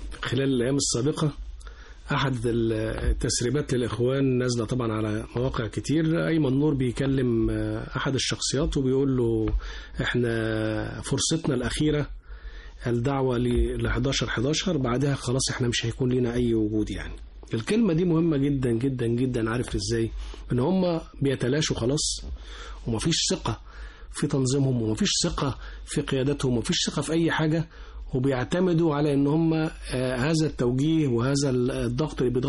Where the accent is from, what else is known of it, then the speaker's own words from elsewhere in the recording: Egypt; احنا فينا كمصريين في غريزة فطرية هي حب بلدنا